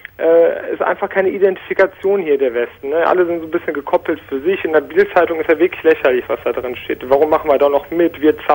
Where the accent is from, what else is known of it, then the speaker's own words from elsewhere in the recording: Croatia; now in Germany; ich bin selber Ostblock quasi. Ich komme aus Kroatien